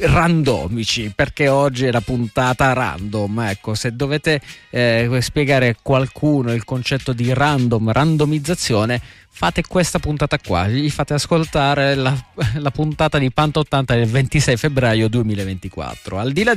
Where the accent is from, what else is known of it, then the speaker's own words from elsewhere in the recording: Teramo, Abruzzo, Italy; io sono abruzzese, sono di Teramo per la precisione